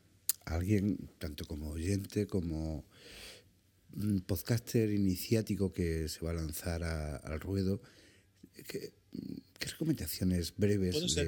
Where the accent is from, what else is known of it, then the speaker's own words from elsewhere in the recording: Andalusia, Spain; como si hubiera tomado gazpacho, ya que soy andaluz, algo así.